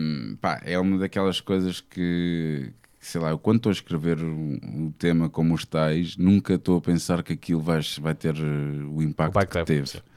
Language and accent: Portuguese; Almada, Setúbal, Portugal; now in Lisbon, Portugal; Eu crescendo em Almada e mesmo estando aqui em Lisboa, um gajo safa-se muito bem de transportes públicos.